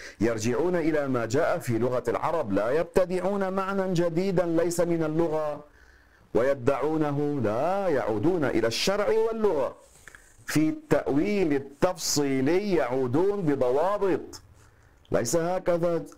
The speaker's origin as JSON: {"language": "Arabic", "country": "Lebanon", "said": "المدفون عندنا في لبنان، نفعنا الله بهم جميعا"}